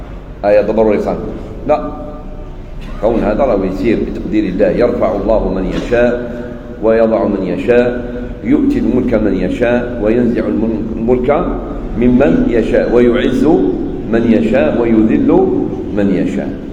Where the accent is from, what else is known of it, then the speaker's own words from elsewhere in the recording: Algeria; احنا عندنا في الجزائر والمغرب تونس في الغالب كي نقولوا صلاة الفجر نقصدوا بها السنة